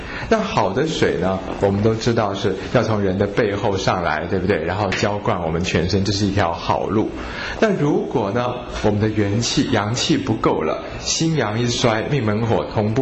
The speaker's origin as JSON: {"language": "Chinese", "country": "Hong Kong", "said": "我们香港人呢俗话有一句叫做趁你需要你命啊"}